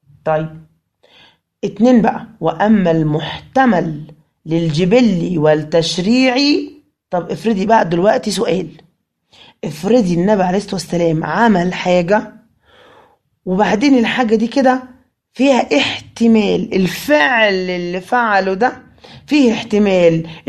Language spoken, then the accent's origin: Arabic; Egypt; إحنا عندنا في مصر ما عندناش الشكل ده في اللبس. إحنا في مصر ما بنلبسش إزار ورداء